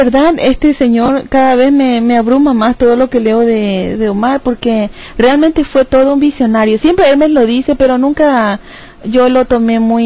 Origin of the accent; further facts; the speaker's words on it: Argentina; Eso me desafió a mí como argentino a hacer mucho más por prepararme y llevar el espíritu de este país para mi país.